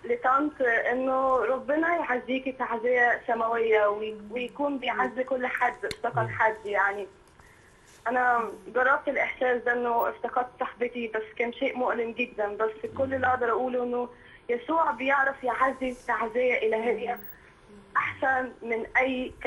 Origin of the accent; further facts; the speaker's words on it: Egypt; إحنا عندنا في مصر في مسكن